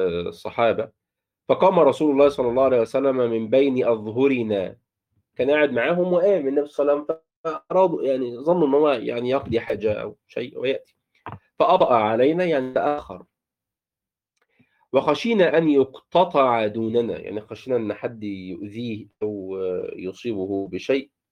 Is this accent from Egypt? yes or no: yes; Egypt; بنسميه عندنا في مصر في الريف الأناية